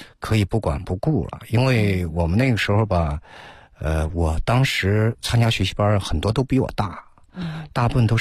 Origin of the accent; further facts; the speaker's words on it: Henan, China; 我是河南的嘛，